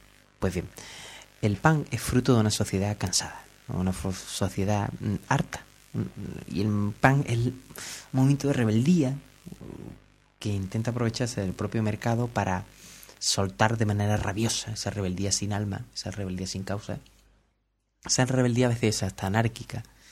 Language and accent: Spanish; Cádiz, Andalusia, Spain; born there; accent: Cádiz; como yo tengo este acento extraño que todo es gracioso, me hubiera gustado nacer en León y tener un acento de persona, pero no, nací en Cádiz y tengo acento de chiste